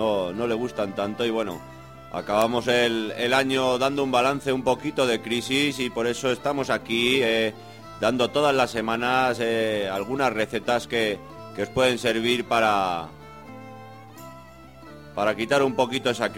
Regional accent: Leganés, Community of Madrid, Spain; vamos a presentar también algunos temas de un grupo de Leganés, de allí de donde vengo

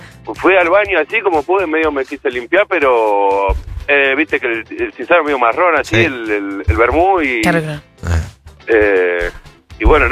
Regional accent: Buenos Aires, Argentina; De Villa del Parque.

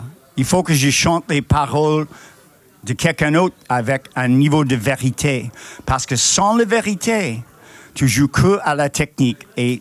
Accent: United States; Je suis américain et je connais bien le blues.

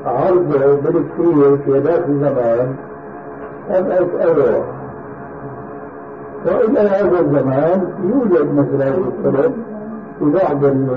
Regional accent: Syria; لذلك عندنا في سوريا إلى عام قريب كانوا ينقلون

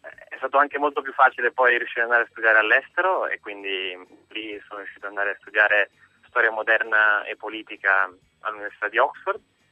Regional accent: Padua, Veneto, Italy; non sono figlio di eurocrati o di coppie internazionali, quindi sono nato a Padova, ho studiato lì al liceo classico

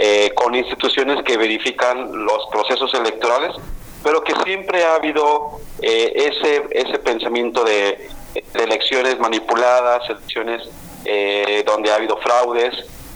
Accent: Mexico; qué es lo que queremos como ciudadanos mexicanos

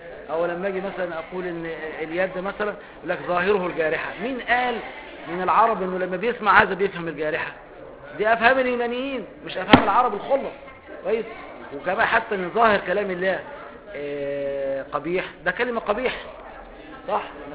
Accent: Egypt; زي عندنا في مصر

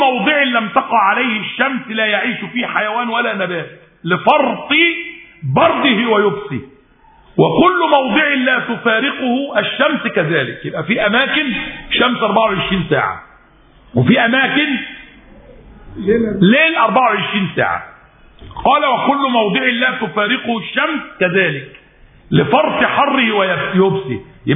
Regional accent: Egypt; أنا مصري مسلم مصري

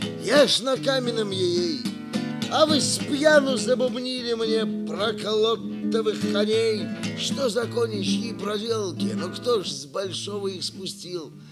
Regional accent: Moscow, Russia; И вот у меня это не потому, что я москвич.

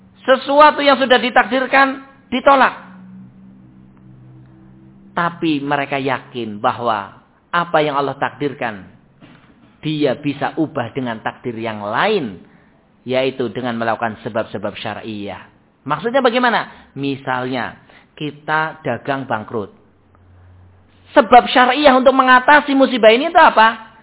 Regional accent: Java, Indonesia; kalau orang kita, orang Jawa kayak gini, ya belum tentu tergambar

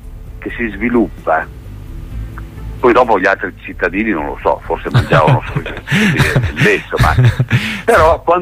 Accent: Parma, Emilia-Romagna, Italy; Insomma, poi io sono di Parma e mi sgridano perché dicono che io penso a Parma.

